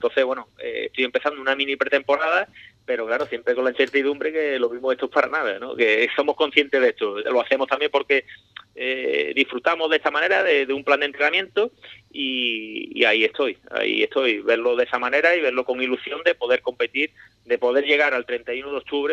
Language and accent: Spanish; Ubrique, Andalusia, Spain; un saludo y mucho ánimo a mi tierra, Ubrique